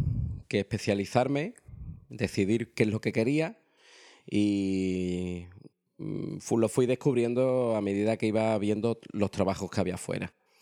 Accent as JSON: {"language": "Spanish", "town": "Seville", "region": "Andalusia", "country": "Spain", "moved": "as an adult", "said": "Pues yo emigré con, te lo digo, 38 años."}